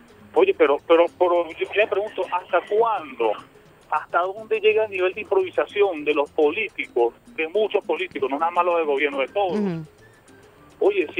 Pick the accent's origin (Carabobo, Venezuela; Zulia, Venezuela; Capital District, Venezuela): Carabobo, Venezuela; Guacara; El Guarena, usted sabe que soy de Guarena, ¿no?